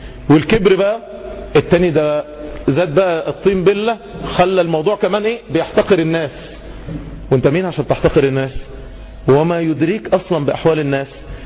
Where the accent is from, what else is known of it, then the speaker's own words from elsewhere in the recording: Egypt; احنا كمصريين، احنا كمصريين يشيع جدا، عشان احنا شعوب شرقية عكس الغربيين.